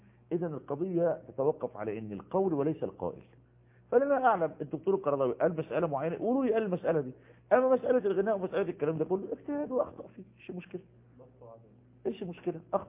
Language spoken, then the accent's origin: Arabic; Egypt; وجد المصافحة منتشرة عندنا في مصر